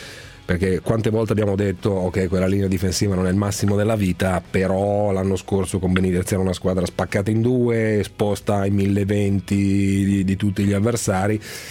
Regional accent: Milan, Lombardy, Italy; born there; milanese, soprattutto milanese di nascita.

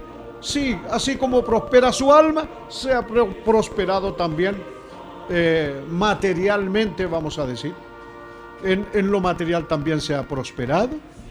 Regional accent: Chile; como acontece aquí en mi país, en este Chile lindo, querido.

